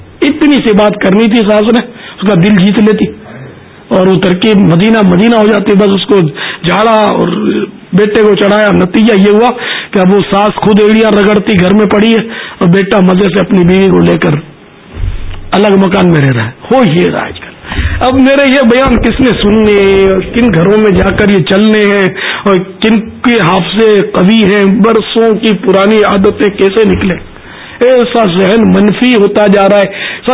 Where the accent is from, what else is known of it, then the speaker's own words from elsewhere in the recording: Pakistan; born there; میں اگرچہ پاکستان میں پیدا ہوا ہوں, کتیانہ کبھی گیا نہیں, لیکن ظاہر ہے ہمارے ماں باپ تو وہیں کہتے